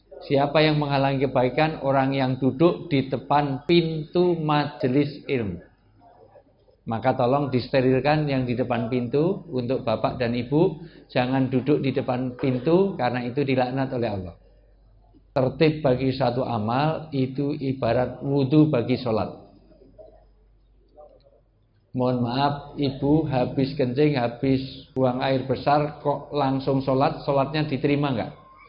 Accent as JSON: {"language": "Indonesian", "region": "Java", "country": "Indonesia", "said": "mohon maaf saya asli orang Jawa. Dalam tradisi Jawa, orang tua disebut sepuh."}